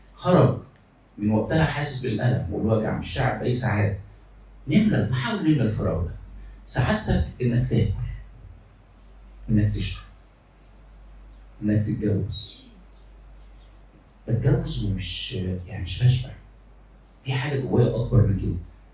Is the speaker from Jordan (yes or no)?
no; Egypt; مصريين، احنا مصريين